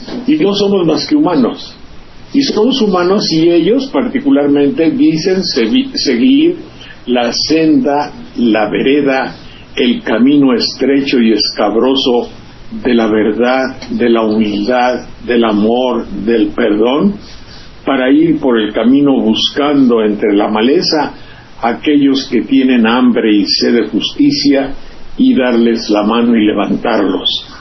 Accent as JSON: {"language": "Spanish", "town": "Banderilla", "region": "Veracruz", "country": "Mexico", "said": "Yo me acuerdo cuando vino un conjunto aquí, a mi pueblo, Banderilla, que se llama"}